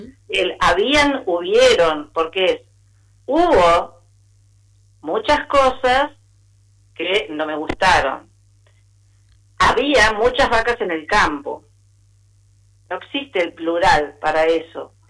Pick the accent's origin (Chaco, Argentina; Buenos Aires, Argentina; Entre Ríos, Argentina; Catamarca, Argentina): Buenos Aires, Argentina; en el colegio al que asistí, en Buenos Aires, porque yo soy de Buenos Aires.